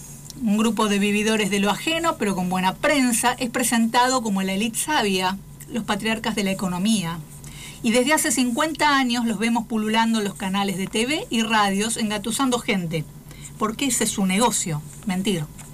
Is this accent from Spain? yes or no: no; Argentina; Tengo la obligación como argentina de que haya trabajo para todos